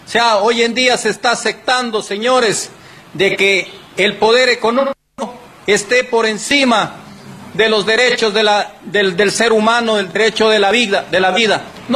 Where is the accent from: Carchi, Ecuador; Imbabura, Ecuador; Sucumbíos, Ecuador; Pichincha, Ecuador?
Sucumbíos, Ecuador; Lago Agrio; born there; Yo nací aquí en Lago Agrio, a unos 200 metros del segundo pozo que perforó Texaco el 20 de noviembre de 1973.